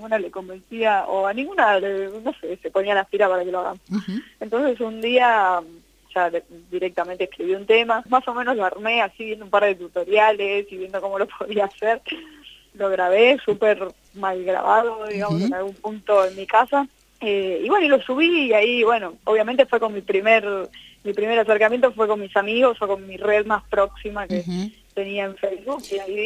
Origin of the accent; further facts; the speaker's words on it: Tucumán, Argentina; now in Buenos Aires, Argentina; aunque yo soy tucumana, vivo acá en Ciudad de Buenos Aires, por la zona de Palermo.